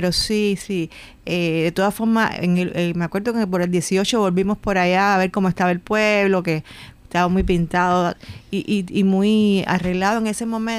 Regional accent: Cuba; siempre retornaba a mi pueblo con un grupo de tradiciones interesantes. O sea, ahí estaban mis abuelos y era muy interesante las tradiciones estas de las parrandas que se hacían en el centro de la isla

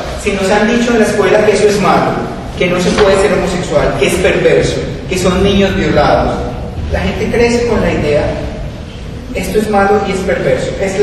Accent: Colombia; en el país mío, en Colombia, digo, en mi país

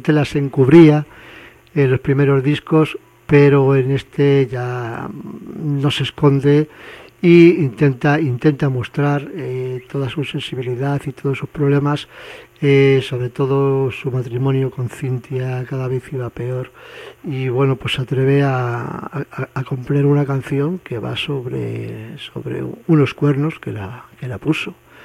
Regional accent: Madrid, Community of Madrid, Spain; Como madrileño que soy, la verdad es que me ha tocado la patata.

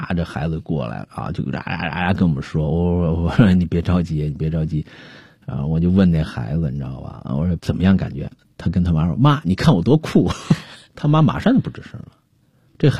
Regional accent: China; 我们中国人有时候就太随性

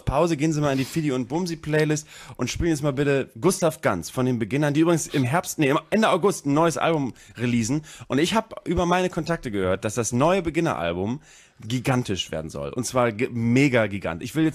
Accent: North Germany, Germany; accent: North German; Ich finde, mit unserem norddeutschen Dialekt ist

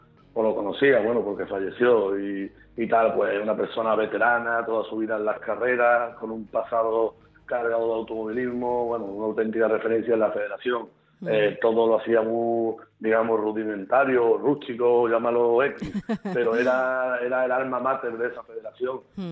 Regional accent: Palma del Río, Andalusia, Spain; yo estaba en mi pueblo, en Palma del Río, trabajando en un despacho de abogados

